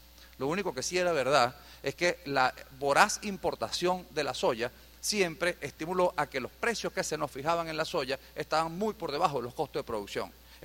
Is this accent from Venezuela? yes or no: yes; Venezuela; Las manos como venezolanos. Las manos de que aquí sí se puede producir